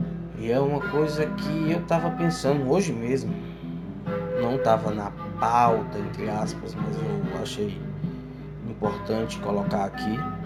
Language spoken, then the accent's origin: Portuguese; Northeast Region, Brazil; Sou do Nordeste do Brasil, o Chile é da outra ponta